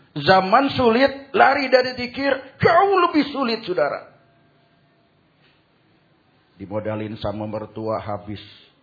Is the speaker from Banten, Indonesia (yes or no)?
yes; Pandeglang, Banten, Indonesia; Ya, saya juga dari Pandeglang, dari Kulon, berarti satu guru satu ilmu, jangan ganggu.